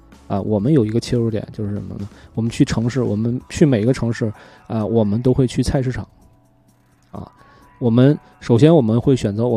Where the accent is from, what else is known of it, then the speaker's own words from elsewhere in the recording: northern China, China; 真的，作为北方人，很多没有见过的那些海鲜